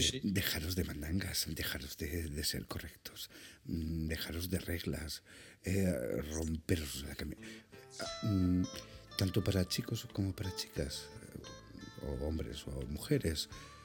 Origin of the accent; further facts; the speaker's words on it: Andalusia, Spain; como si hubiera tomado gazpacho, ya que soy andaluz, algo así.